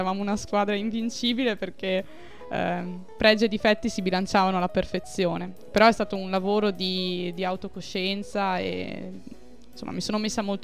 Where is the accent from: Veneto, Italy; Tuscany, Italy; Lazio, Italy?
Veneto, Italy; San Donà di Piave; San Donà di Piave.